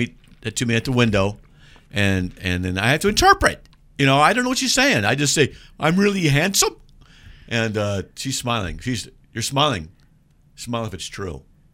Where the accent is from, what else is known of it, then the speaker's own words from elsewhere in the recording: San Diego, California, United States; Yeah, from San Diego, and because we're all from San Diego, and I don't watch sports.